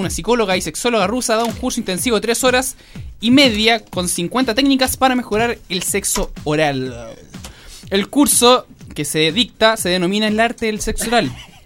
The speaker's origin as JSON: {"language": "Spanish", "country": "Colombia", "lives_now": "Chile", "said": "No, soy colombiano, lleva más de 30 años acá en Chile."}